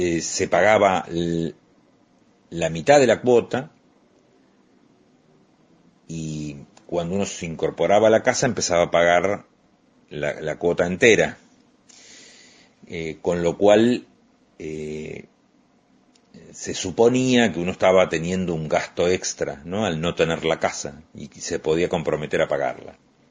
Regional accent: Luján, Buenos Aires Province, Argentina; en el año 1988, definió que yo me quedara a echar raíces en mi pueblo, en mi ciudad.

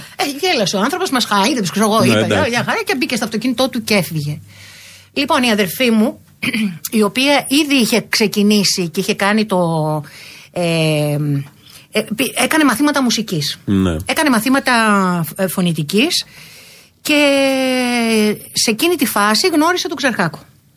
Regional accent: Tavros, Attica, Greece; Μεγαλώσαμε λοιπόν στον Ταύρο. Γεννηθήκαμε και μεγαλώσαμε στον Ταύρο. Στη δεκαετία του 50, εγώ γεννήθηκα 3 χρόνια μετά, όπου γύρω-γύρω από το σπίτι μας ήταν μόνο παράγκες. Γιατί ήταν πρόσφυγες, ναι, ο περισσότερος κόσμος.

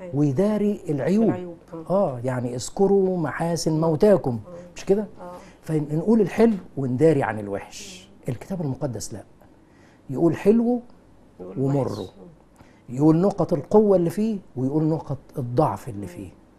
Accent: Egypt; يعني احنا عندنا في مصر في لغة صعيدي ولغة بحري

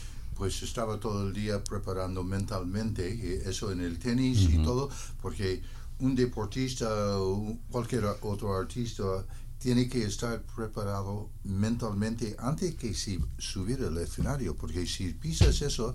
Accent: Downey, California, United States; mis hermanos mayores tenían vinilos cuando estaba creciendo en Downey, California, y me acuerdo de esa canción de tenía unos 12 años 12, 13 años

